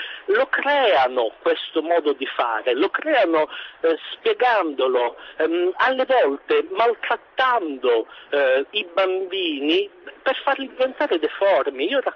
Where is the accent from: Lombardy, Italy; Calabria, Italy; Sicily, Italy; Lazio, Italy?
Sicily, Italy; accent: Sicilian; Io, come si sentirà dall'accento, sono siciliano. Esattamente, sono un medico e lavoro in provincia di Siracusa.